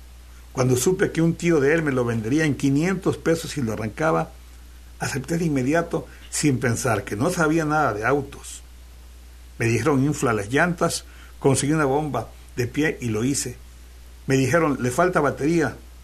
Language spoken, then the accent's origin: Spanish; Mexico; Es lo menos que puede hacer por un pueblo especial como el mexicano, que nosotros, el pueblo, formamos la patria y que la patria es primero.